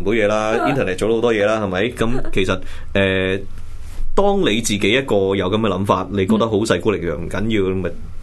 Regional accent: Hong Kong; 咁我哋即系翻唔好讲太远啦，即系翻嚟我系香港人

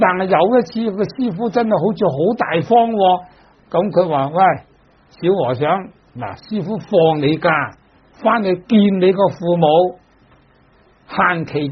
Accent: Dongguan, Guangdong, China; 咁尤其是我哋鄉下東莞咧，就可以講魚塘咧，處處有嘅。

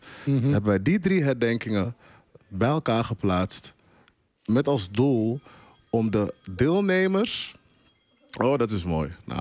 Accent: Amsterdam, North Holland, Netherlands; Nou, dat kan je dus echt zeggen als Amsterdammer.

